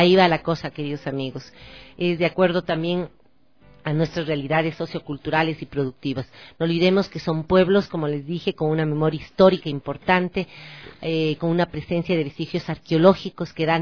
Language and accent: Spanish; Ecuador; nuestra obligación ahora como ecuatorianos es ir desarrollando, trabajando, todos los ecuatorianos